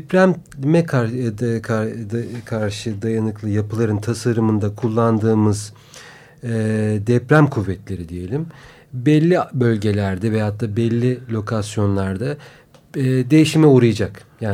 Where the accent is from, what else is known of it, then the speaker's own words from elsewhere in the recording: Ankara, Turkey; Ankara söz gelimi. Benim kendi doğduğum büyüdüğüm şehir.